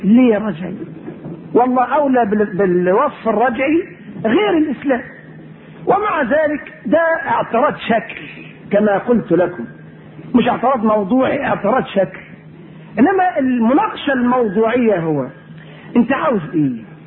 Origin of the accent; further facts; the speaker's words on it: Egypt; احنا مصريين اهل نكتة، طبيعتنا كده، الطبيعة المصرية للأسف فيها يعني النكتة كده